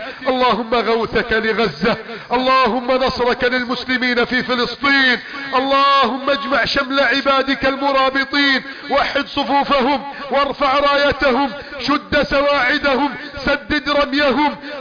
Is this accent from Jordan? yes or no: no; Egypt; اللهم احفظ بلدنا مصر من كيد الكائدين وحقد الحاقدين وتدبير المفسدين.